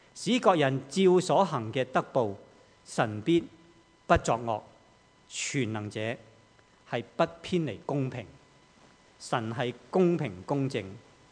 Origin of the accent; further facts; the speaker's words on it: China; 但是好像我们中国人所说的、我们要悬崖勒马这样